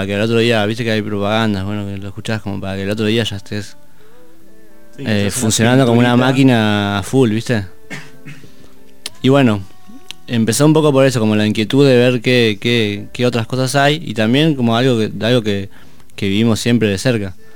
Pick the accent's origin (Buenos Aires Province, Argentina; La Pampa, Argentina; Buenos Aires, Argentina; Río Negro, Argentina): Río Negro, Argentina; Bariloche; como yo soy de Bariloche y es lo mismo que el paisaje y todo eso